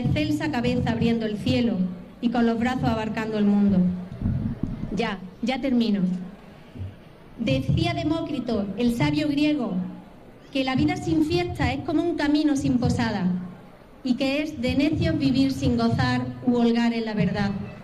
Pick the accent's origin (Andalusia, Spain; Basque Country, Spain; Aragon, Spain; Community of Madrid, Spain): Andalusia, Spain; Jódar; la gente de mi pueblo. Queridos paisanos, viva la Feria de Jodar, viva el Santísimo Cristo de la Misericordia, viva Jodar.